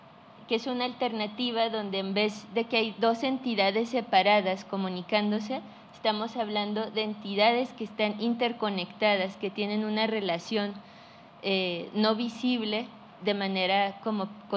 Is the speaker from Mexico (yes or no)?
yes; Mexico; Lo nómada es porque pues somos de México, pero realmente pues nos la pasamos un poco aquí y allá